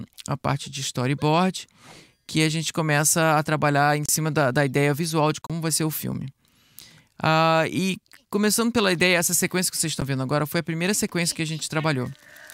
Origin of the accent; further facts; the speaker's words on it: Brazil; now in United States; O filme foi feito aqui nos Estados Unidos, mas como eu sou brasileiro, então vamos aproveitar essa oportunidade.